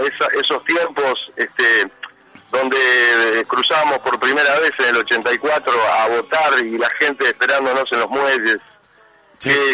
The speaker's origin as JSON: {"language": "Spanish", "country": "Uruguay", "said": "es música rioplatense, la composición de los temas son míos, soy uruguayo"}